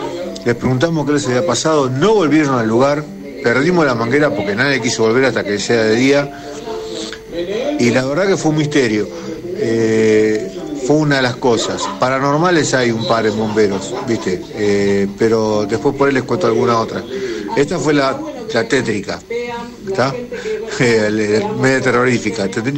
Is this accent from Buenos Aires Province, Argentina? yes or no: yes; Tristán Suárez, Buenos Aires Province, Argentina; de Tristan Suárez, de Quilmes de Corazón.